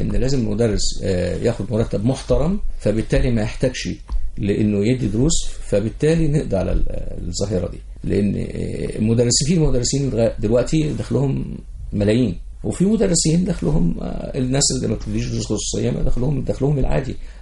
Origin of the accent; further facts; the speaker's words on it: Egypt; يعني المنظومة عندنا في مصر ثلاث حاجات